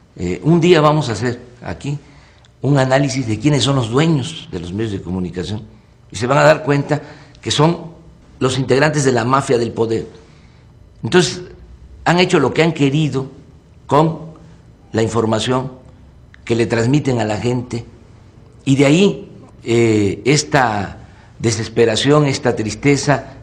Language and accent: Spanish; Mexico; Resulta de que somos malos los mexicanos por naturaleza. No es cierto.